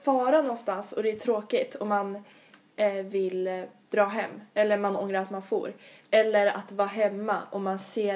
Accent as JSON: {"language": "Swedish", "country": "Sweden", "said": "Att vi är svenskar."}